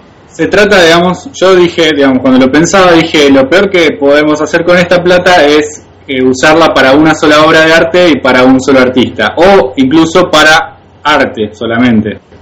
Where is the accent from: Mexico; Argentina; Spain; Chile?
Argentina; San Jorge, Santa Fe; Claro, él nació en Carlos Pellegrini, yo nací en San Jorge, y están a 15 kilómetros, digamos, uno de otro, o 20.